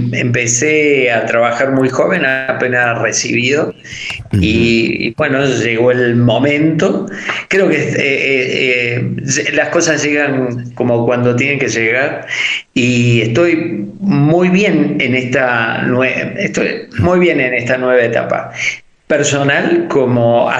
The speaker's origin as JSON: {"language": "Spanish", "region": "Córdoba", "country": "Argentina", "said": "soy artista, soy cordobés, soy escultor"}